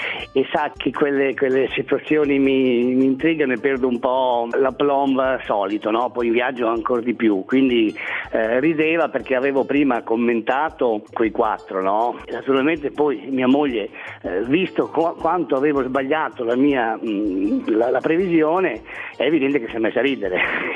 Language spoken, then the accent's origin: Italian; Ravenna, Emilia-Romagna, Italy; Di Ravenna.